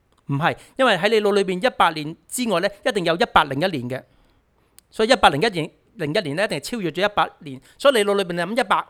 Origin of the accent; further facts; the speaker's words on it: Hong Kong; 香港呢、即是我们，我是香港来的，有时很多例子都是香港经常都见到的。